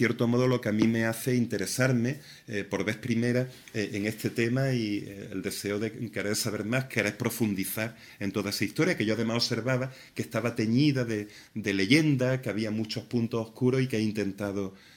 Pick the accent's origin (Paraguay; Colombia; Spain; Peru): Spain; Torrox, Andalusia; Yo soy de Torrox